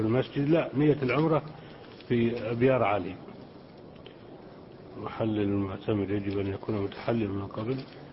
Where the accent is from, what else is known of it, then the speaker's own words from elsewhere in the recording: Jordan; وعندنا في الأردن إذا أضاع أحدنا شيئا سرق منه